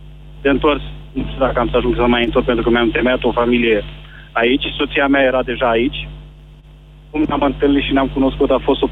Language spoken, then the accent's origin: Romanian; Bacău, Bacău County, Romania; born there; În Moldova. Din regiune sunt moldovean.